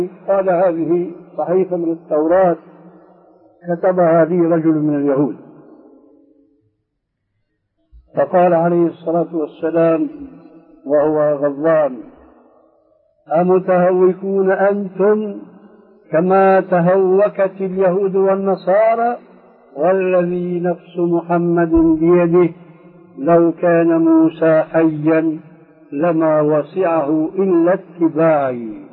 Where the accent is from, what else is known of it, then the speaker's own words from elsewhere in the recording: Syria; كما يقول عندنا في الشام